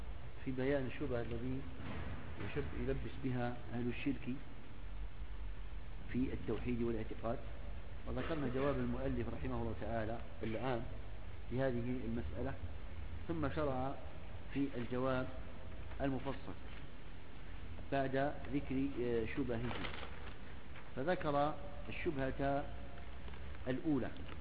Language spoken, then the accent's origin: Arabic; Egypt